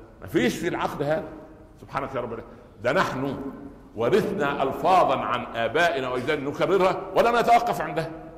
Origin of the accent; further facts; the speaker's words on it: Upper Egypt, Egypt; في مثل عندنا في الصعيد زمان يقول الضرة مرة ولو كانت جرة